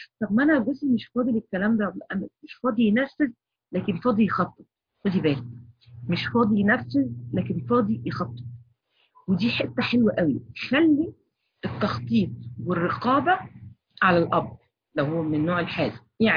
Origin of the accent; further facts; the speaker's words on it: Egypt; وعندنا في مدارس دلوقتي بتعمل هالوين في المنصورة، عندنا في مصر